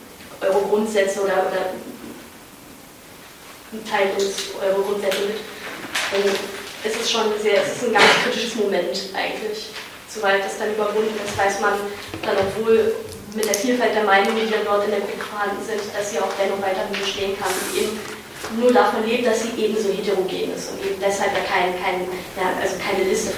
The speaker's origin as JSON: {"language": "German", "region": "Berlin", "country": "Germany", "lives_now": "Vienna, Austria", "said": "ich bin Berlinerin und studiere in Wien"}